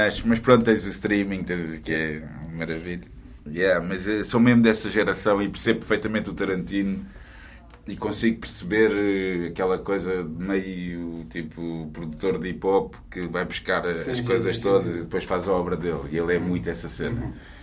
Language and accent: Portuguese; Almada, Setúbal, Portugal; eu vim da Almada, puto, para ir ao King e ao Quarteto, mais ao King.